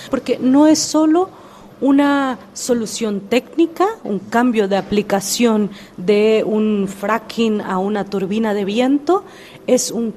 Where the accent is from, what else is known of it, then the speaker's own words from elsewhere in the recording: Oaxaca, Mexico; Spanish is a second language; Sí, la lengua de mi pueblo es la lengua Angpong. Es de Shengitin, Awindeca, Pendeca, Yomadeca, desde Ampensame, Tecange, Oaxaca, México.